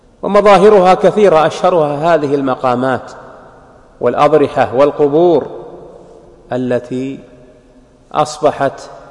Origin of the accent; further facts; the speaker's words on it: Saudi Arabia; وميز الله هذه البلاد، بلادنا المملكة العربية السعودية